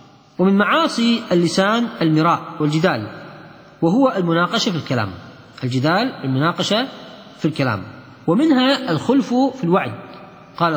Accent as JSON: {"language": "Arabic", "country": "Kuwait", "said": "المسلة هي اللي احنا نسميها عندنا في الكويت الميبر"}